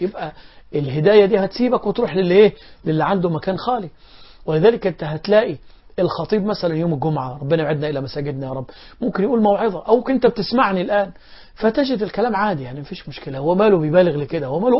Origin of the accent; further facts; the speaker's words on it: Egypt; عندنا في مصر لما القارئ يقرأ آيات العذاب